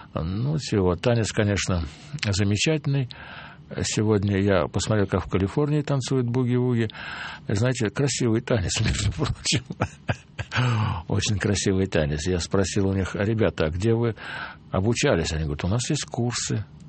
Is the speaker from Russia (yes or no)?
yes; Moscow, Russia; Я из Москвы, Россия, я не умею танцевать.